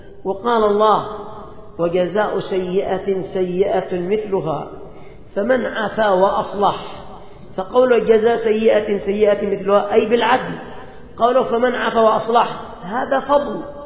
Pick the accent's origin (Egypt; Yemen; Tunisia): Yemen; خصوصا عندنا في اليمن، وذلك لأن كثيرا من اليمنيين قد ابتلاهم الله بالقات